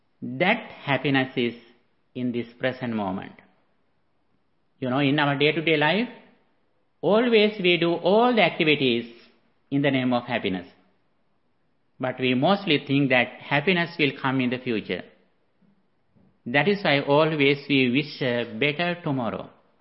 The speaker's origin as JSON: {"language": "English", "country": "Sri Lanka", "tie": "born or raised there", "moved": "as an adult", "lives_now": "United States", "said": "As a person who came from Asia, I was born and raised in Sri Lanka. After that, I went to USA and I have been here for one decade."}